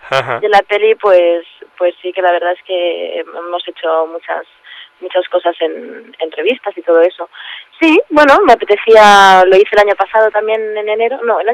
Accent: Barcelona, Catalonia, Spain; now in Madrid, Spain; yo me vine de Barcelona a Madrid

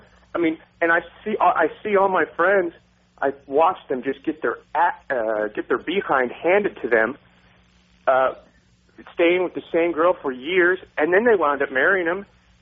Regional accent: Texas, United States; I mean, I grew up in Texas, and sometimes it's like riding the bull

